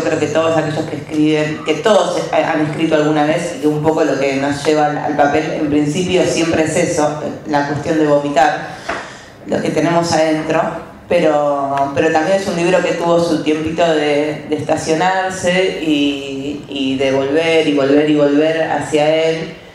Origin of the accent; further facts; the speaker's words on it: Quilmes, Buenos Aires Province, Argentina; yo soy de Quilmes